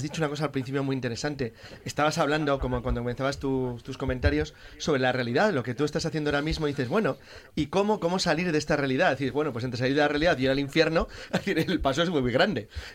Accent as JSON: {"language": "Spanish", "town": "Madrid", "region": "Community of Madrid", "country": "Spain", "tie": "born there", "said": "Aunque soy nacido en Madrid, pero es que soy de sangre montañesa."}